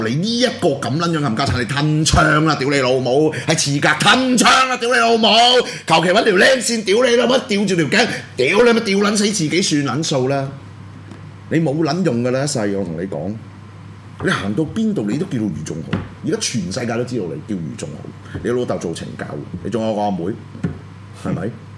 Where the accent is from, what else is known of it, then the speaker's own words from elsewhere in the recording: Hong Kong; 佢就係傷害我哋香港人嘅人